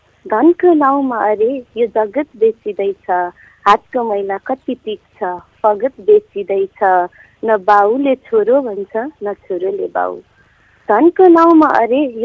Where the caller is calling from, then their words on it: Chandranigahapur, Madhesh Province, Nepal; चन्द्रनिकापुरबाट